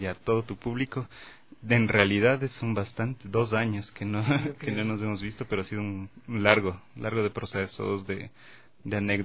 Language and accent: Spanish; Ecuador; porque al final somos ecuatorianos y todo el sonido está ahí.